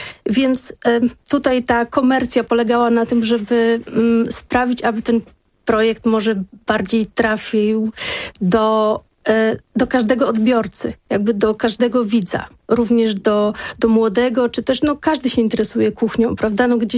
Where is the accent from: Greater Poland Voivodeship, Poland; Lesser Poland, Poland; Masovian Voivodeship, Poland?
Masovian Voivodeship, Poland; Warsaw; Ja jako warszawianka, rodowita warszawianka